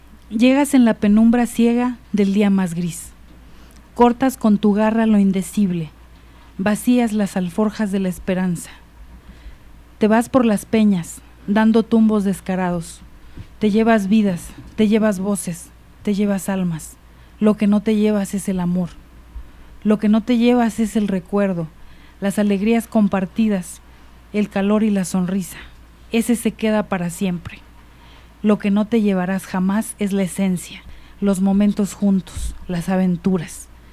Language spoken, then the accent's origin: Spanish; Huetamo, Michoacán, Mexico; now in Mexico City, Mexico; soy michoacana y allá hacemos un mole delicioso, muy picoso. Yo soy de Huetamo, Michoacán. Así es. De allá, de la mera tierra de … De allá soy yo. Y bueno, tengo en la ciudad viviendo ya 17 años, la mitad de mi vida.